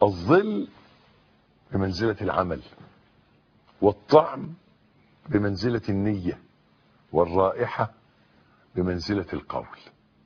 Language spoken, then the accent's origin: Arabic; Egypt; شجر النبق ده عندنا في مصر، أنا مش عارف شجر النبق ده في العالم